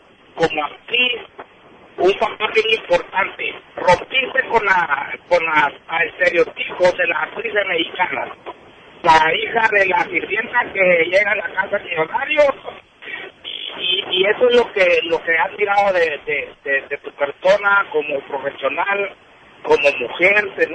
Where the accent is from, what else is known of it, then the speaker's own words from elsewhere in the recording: El Salvador; Soy salvadoreño